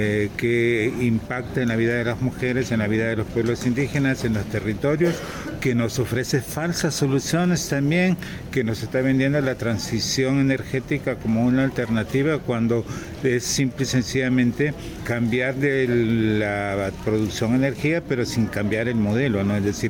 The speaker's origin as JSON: {"language": "Spanish", "country": "Honduras", "said": "yo que soy de Honduras, el gobierno de Honduras hizo acuerdos"}